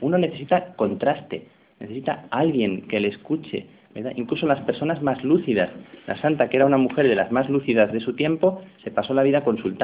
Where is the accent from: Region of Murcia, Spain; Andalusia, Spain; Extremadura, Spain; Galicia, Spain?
Extremadura, Spain; Plasencia; las monjas de mi pueblo, que eran las carmelitas de Plasencia, yo soy de Plasencia